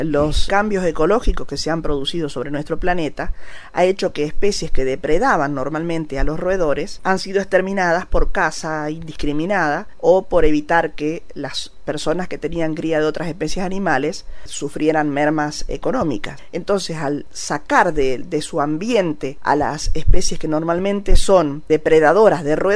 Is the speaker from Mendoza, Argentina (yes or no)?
no; Santa Fe, Argentina; Como soy santafesina, he escrito un poema